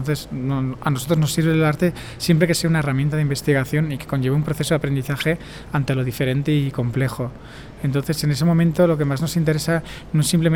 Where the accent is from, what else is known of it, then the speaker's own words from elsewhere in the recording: Spain; now in Barcelona, Spain; vengo de España, vivo en Barcelona